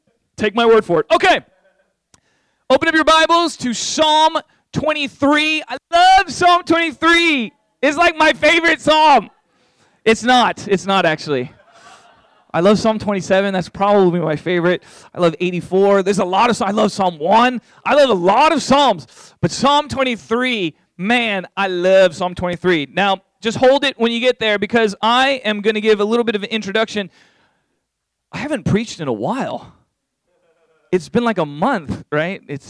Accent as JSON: {"language": "English", "town": "San Diego", "region": "California", "country": "United States", "tie": "born or raised there", "said": "when I was a kid, I grew up in San Diego, California. My dad is white. My mom is Korean, okay?"}